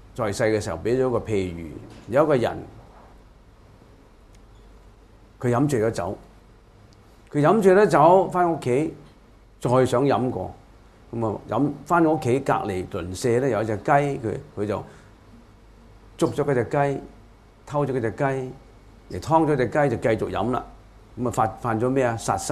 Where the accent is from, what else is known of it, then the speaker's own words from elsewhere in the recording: China; 我哋中國人中意簡化噶嘛